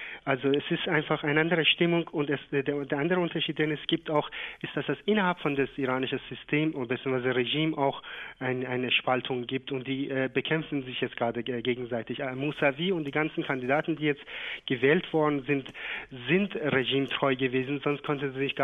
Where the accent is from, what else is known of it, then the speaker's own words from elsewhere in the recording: Shiraz, Fars, Iran; auch in Shiraz, wo ich herkomme, mit der Stadt telefoniere ich auch.